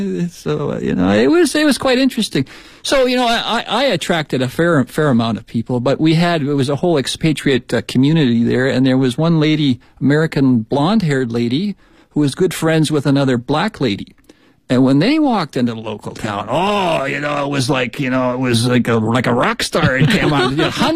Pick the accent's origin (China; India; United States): China; Shanxi; now in Beijing, China; When we came here from Shanxi province.